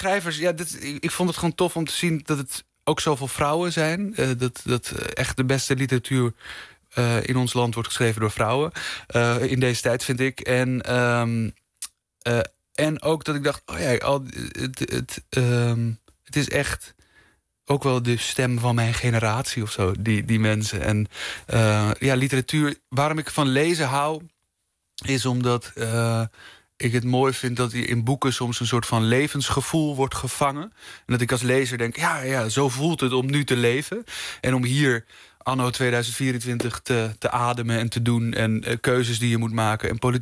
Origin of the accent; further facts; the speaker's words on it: Amsterdam, North Holland, Netherlands; born there; Ja, ik ben geboren in Amsterdam